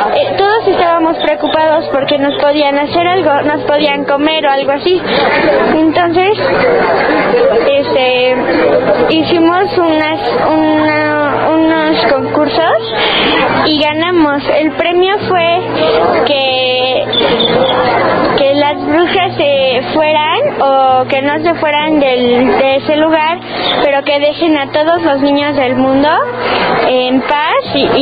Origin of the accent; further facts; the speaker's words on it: Mexico City, Mexico; Soy de México, del Distrito Federal.